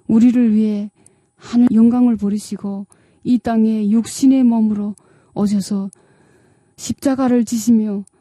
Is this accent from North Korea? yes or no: yes; North Korea; now in South Korea; 저도 북한에 살 때 집에서 엄마가 그런 말을 했던 기억이 납니다.